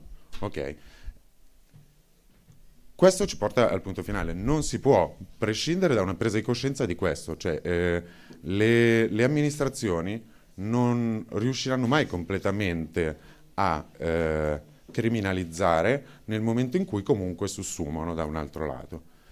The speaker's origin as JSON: {"language": "Italian", "town": "Milan", "region": "Lombardy", "country": "Italy", "said": "cioè, sono di Milano, per cui non ve lo spiego."}